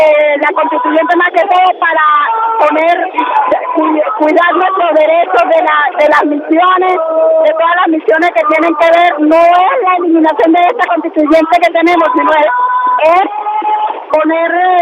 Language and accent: Spanish; Los Teques, Miranda, Venezuela; Vengo de Los Teques.